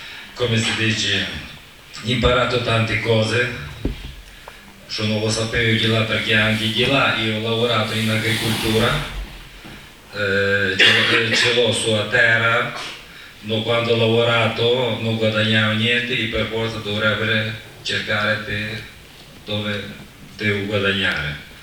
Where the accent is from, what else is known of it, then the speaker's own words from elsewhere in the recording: Ukraine; Italian is a second language; now in Italy; vengo da Ucraina. È stata mia esperienza quasi 10 anni, perché sabato prossimo ritornerò indietro in Ucraina.